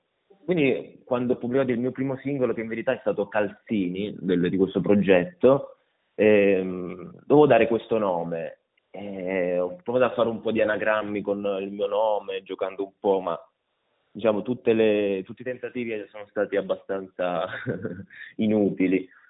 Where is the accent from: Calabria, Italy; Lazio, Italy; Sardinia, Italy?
Calabria, Italy; Reggio Calabria; sono reggino, sono di origine calabrese